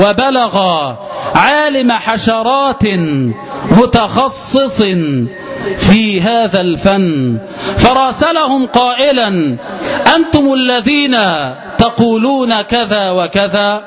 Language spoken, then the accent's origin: Arabic; Egypt; فيا ليتنا عباد الله بدلا من أن نهتف كمصريين